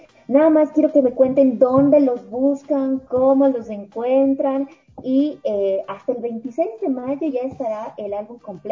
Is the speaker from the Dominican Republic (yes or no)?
no; Ecuador; por estar haciendo cosas tan chéveres y tan positivas para nosotros como ecuatorianos